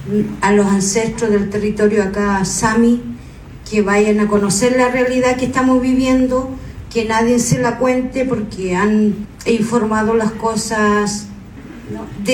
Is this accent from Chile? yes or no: yes; Puyehue, Los Lagos, Chile; Vengo del territorio de Puyehue